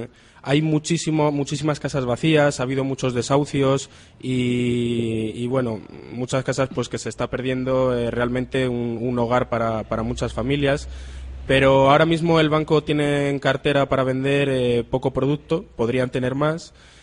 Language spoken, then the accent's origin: Spanish; Madrid, Community of Madrid, Spain; moved away as an adult; Yo soy de Madrid, estudié allí la carrera. Y bueno, pues me vine para acá un poco apostando por el futuro